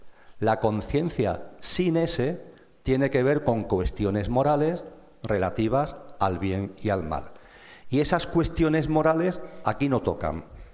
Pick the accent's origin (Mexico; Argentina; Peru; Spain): Spain; Andalusia; Imaginaros esto allí de donde yo vengo, en Andalucía, complicadísimo. Las S no las comemos